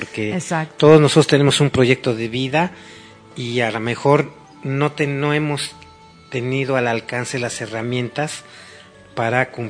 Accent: Mexico; porque todos somos mexicanos, todos necesitamos ayuda y todos nos lo merecemos.

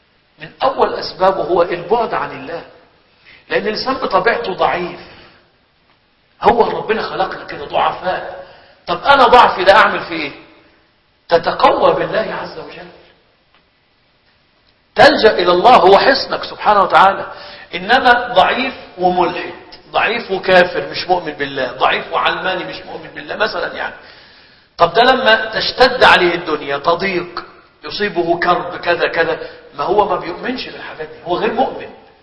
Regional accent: Egypt; كان عندنا في مصر حاجة اسمها الحمامات العامة

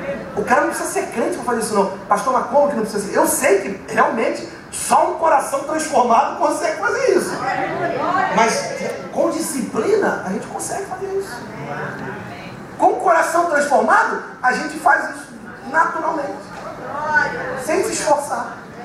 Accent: São Gonçalo, Rio de Janeiro, Brazil; Eu aqui, de árvore inteira, que eu sou de São Gonçalo. Tinha muita árvore na minha época lá.

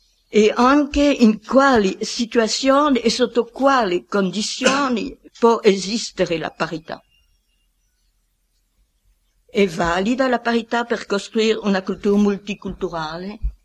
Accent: France; Italian is a second language; Allora, io sono un francese, non devo propormi dei termini italiani molto rari.

